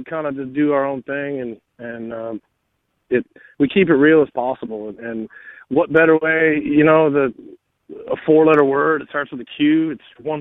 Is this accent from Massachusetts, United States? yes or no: no; San Diego, California, United States; And we're from San Diego, been together for about 5 years, toured a few times